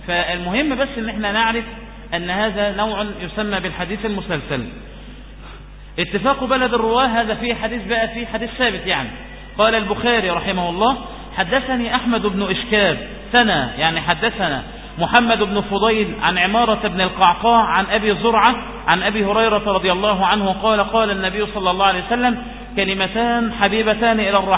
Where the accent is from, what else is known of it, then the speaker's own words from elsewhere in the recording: Egypt; يأتي لنا بإسناد يكون كل رواتي إيه مصريون، فهذا شرف لنا نحن من مصر